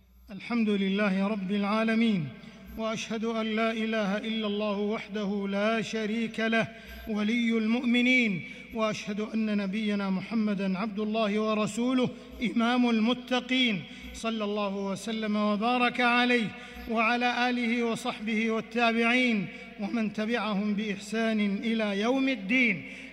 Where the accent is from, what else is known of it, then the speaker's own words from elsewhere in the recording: Saudi Arabia; وإننا لنشكر الله عز وجل على ما حبى به بلادنا المملكة العربية السعودية